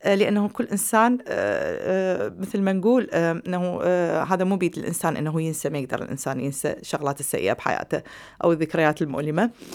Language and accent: Arabic; Iraq; accent: Iraqi; now in Hamm, Germany; يعني أنا بالمناسبة دا أحكي اللغة مو العربية، دا أحكي اللهجة العراقية، فبس أتمنى أنه يعني اللهجة العراقية العربية